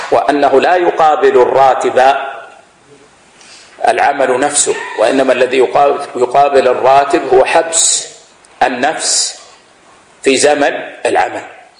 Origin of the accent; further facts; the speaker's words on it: Saudi Arabia; ووضعت الدولة صندوق لإبراء الذمة مثل ما عندنا في السعودية